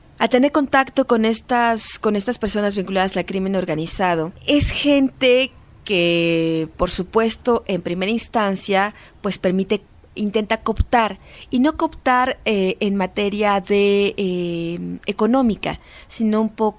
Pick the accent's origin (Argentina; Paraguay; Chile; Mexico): Mexico; Por supuesto que eso, a mí como periodista y como mexicana, me aterroriza.